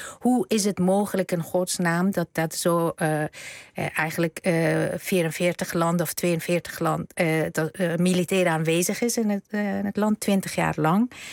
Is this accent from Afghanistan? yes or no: yes; Afghanistan; sprake van een humanitaire ramp in mijn land. En we hebben ook gehoord afgelopen weken iets wat wij als Afghanen altijd al vanaf het begin wisten